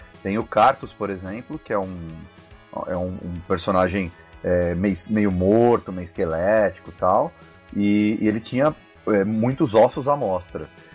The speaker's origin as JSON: {"language": "Portuguese", "country": "Brazil", "tie": "born or raised there", "said": "Então, eu sou daqui, eu cresci aqui no Brasil"}